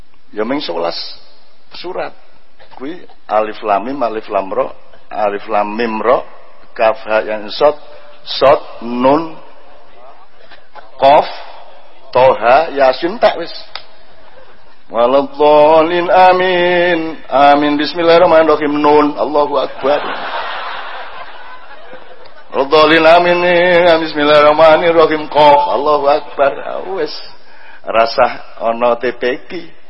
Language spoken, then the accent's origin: Indonesian; Special Region of Yogyakarta, Indonesia; Kalau kita orang Jogja, kita orang Jogja.